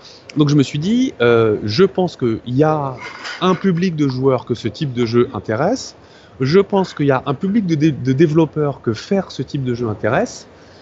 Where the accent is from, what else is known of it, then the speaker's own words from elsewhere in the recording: France; parce que ils sont français, on est français